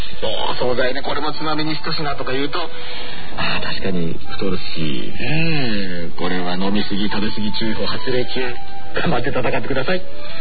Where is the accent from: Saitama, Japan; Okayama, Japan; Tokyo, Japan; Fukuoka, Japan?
Saitama, Japan; Tokorozawa; 私は出身どこって聞かれて埼玉ですって言ったことはない、所沢ですっていうあるあるがちょっとあったりもしますけれどもね、